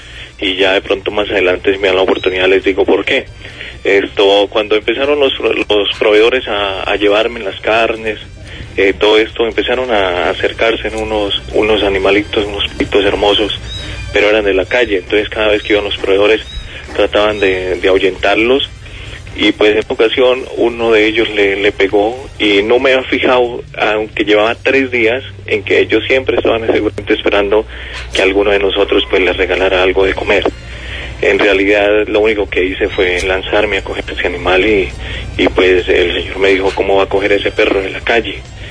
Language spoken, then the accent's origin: Spanish; Huila, Colombia; el ahogado huilense, yo soy huilense.